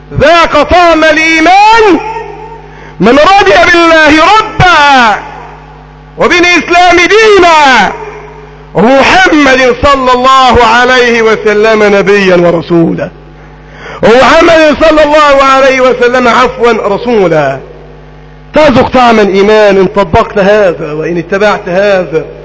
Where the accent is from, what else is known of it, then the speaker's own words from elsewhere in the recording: Egypt; اللهم احفظ بلدنا مصر